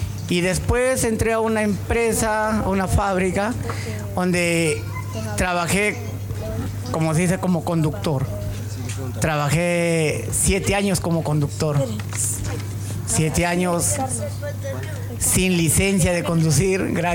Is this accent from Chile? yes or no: no; Trujillo, La Libertad, Peru; ¿tú eres peruano? Sí, le dije. ¿Y de qué parte eres? Soy trujillano, le digo.